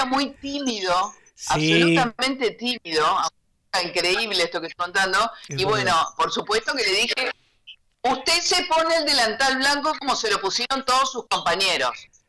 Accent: Buenos Aires, Argentina; Yo soy de Boca, porque yo nací en un barrio porteño.

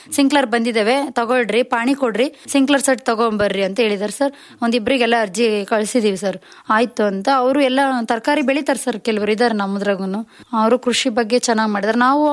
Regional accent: Bidrikere, Karnataka, India; 100+ ಸಂಘ ಇದಾವ್ ಸರ್ ನಮ್ ಬಿದ್ರಿಕೆರೆಯಲ್ಲಿ. ಸಂಘದಿಂದನೇ ನಮ್ಮೂರಲ್ಲಿ ಎಷ್ಟೋ ಜನ ಚೆನ್ನಾಗಾಗಿದ್ದಾರೆ.

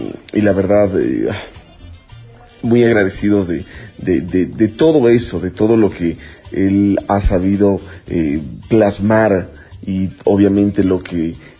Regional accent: Ecuador; nosotros como ecuatorianos realmente disfrutemos más allá

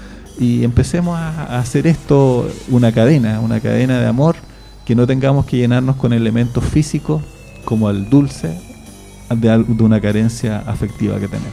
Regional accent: Chile; Bueno, eso somos los chilenos

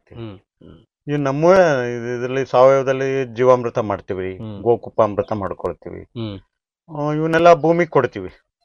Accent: Dambralli, Karnataka, India; ಡಂಬ್ರಳ್ಳಿ sir.

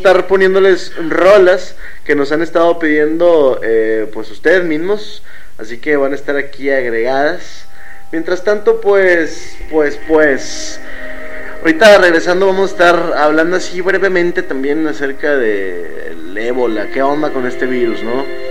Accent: Monterrey, Nuevo León, Mexico; yo soy de Monterrey. Bueno, la mayoría decimos somos de Monterrey, aunque vivamos en otros municipios

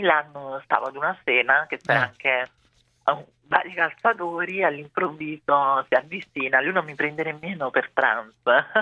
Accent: Brazil; sono brasiliana

